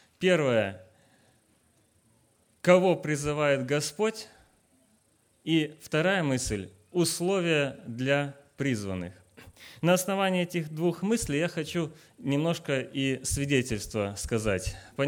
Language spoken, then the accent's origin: Russian; Crimea, Ukraine; now in Mongolia; Я сейчас живу с семьей в Монголии. Переехали мы из Украины. Родился и вырос я в Крыму. А жена у меня из Украины, и мы в прошлом году, в июне месяце, уехали в Монголию, и сейчас трудимся там, вот уже второй год живем в Монголии.